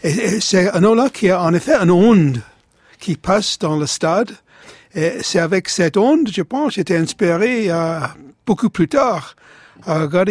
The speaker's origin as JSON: {"language": "French", "town": "Tottenham", "region": "London", "country": "United Kingdom", "tie": "born or raised there", "said": "Dans mon enfance, j'habitais en Tottenham"}